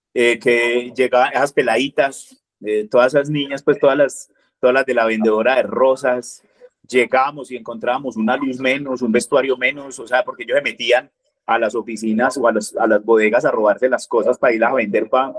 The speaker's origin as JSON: {"language": "Spanish", "town": "Medellín", "region": "Antioquia", "country": "Colombia", "tie": "born there", "said": "yo nací en Medellín, pero no soy paisa. Yo no quiero ser paisa"}